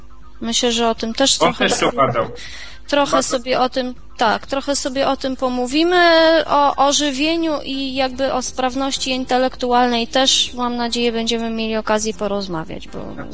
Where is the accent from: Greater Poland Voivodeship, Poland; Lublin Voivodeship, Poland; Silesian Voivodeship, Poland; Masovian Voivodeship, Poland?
Masovian Voivodeship, Poland; Warsaw; Ja z Warszawy.